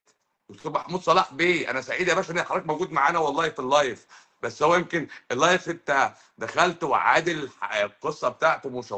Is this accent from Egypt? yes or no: yes; Egypt; مشكلتي ان انا مصري